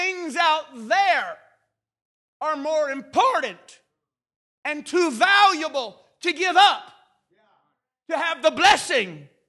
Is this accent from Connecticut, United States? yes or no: no; Bessemer, Alabama, United States; Or, where I grew up in Bessemer, Alabama. Adam! Where you is?